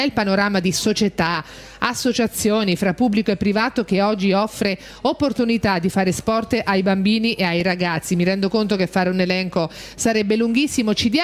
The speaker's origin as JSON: {"language": "Italian", "region": "Marche", "country": "Italy", "said": "perché lo sai che io da marchigiana seguo con particolare affetto"}